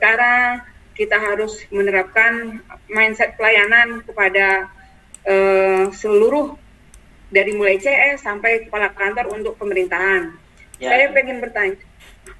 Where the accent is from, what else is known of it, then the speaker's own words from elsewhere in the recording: Pekanbaru, Riau, Indonesia; Saya dari Pekanbaru Pak. Dari Pekanbaru.